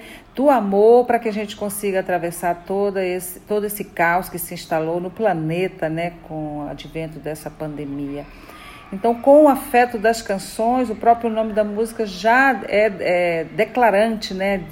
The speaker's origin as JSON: {"language": "Portuguese", "region": "Maranhão", "country": "Brazil", "said": "também conterrâneo, porque eu sou do Maranhão."}